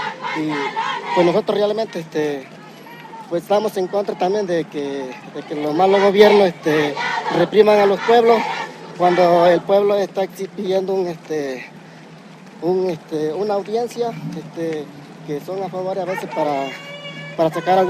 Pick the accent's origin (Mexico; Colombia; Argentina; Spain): Mexico; Coyuca de Benítez, Guerrero; Nosotros somos de Coyuca de Benítez, de la Organización Popular de Productores de la Costa Grande.